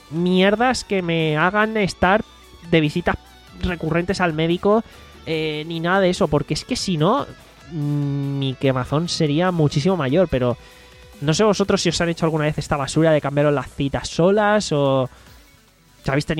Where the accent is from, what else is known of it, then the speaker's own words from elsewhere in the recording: Valencian Community, Spain; si yo soy de España y voy